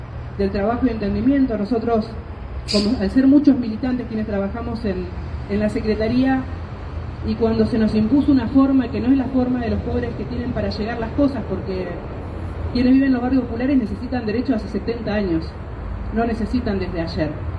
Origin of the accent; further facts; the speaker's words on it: Argentina; sino de quienes salimos del monte, de la selva y hoy somos argentinos y argentinas